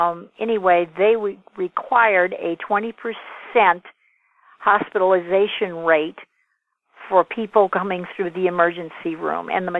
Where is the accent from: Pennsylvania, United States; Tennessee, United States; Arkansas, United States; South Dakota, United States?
South Dakota, United States; I grew up in South Dakota near the Native Americans, and my dad is part Native American